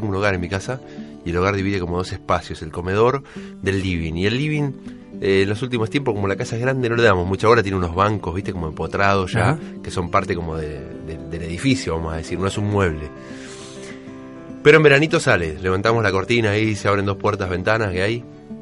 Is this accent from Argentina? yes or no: yes; Berazategui, Buenos Aires Province, Argentina; also born or lived in Quilmes; nací en Quilmes, como muchos berazateguenses. Sí. Nací en Quilmes y... después mi barrio era 29 y Mitre, que es Villa Mitre. Yo siempre dije que era Villa Mitre, pero en realidad creo que el barrio estrictamente es Berazategui.